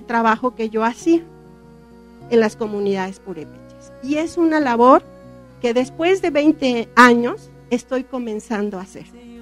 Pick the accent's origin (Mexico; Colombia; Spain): Mexico; Michoacán; lo que estaba haciendo yo en mi tierra, en la región purépecha.